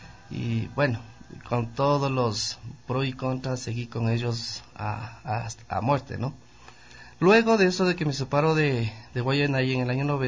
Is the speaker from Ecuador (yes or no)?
yes; Quito, Pichincha, Ecuador; Bueno, yo soy de acá de Quito, me inicié musicalmente más o menos a los 10 años